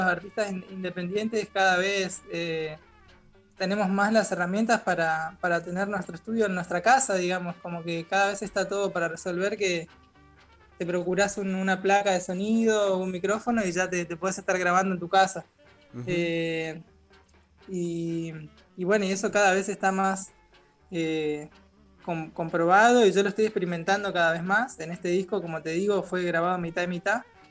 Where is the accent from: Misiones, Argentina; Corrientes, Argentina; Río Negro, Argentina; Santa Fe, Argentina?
Misiones, Argentina; había contado ahí el compa Juanba, que soy de Misiones, y es así, soy de Misiones y ahora estoy en Misiones